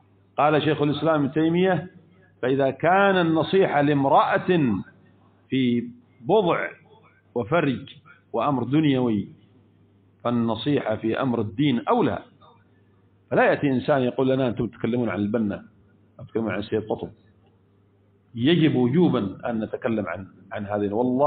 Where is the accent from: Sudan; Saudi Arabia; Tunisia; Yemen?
Yemen; كم عندنا في اليمن حصل من عانة اليمن من هذه الجرائم الإرهابية؟